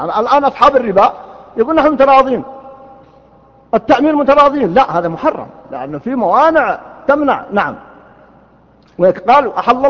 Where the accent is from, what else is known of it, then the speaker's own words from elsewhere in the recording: Riyadh, Riyadh Province, Saudi Arabia; كان يسمى عندنا في الرياض قديما الجفرة في الديرة